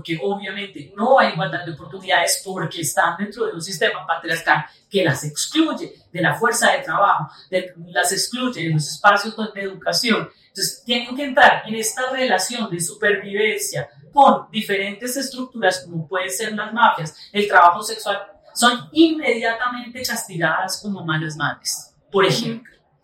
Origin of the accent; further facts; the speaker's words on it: Colombia; moved away as an adult; now in Brazil; luego me voy a vivir a Brasil. Tuve que salir de Colombia por situación de seguridad, por mi trabajo en derechos humanos.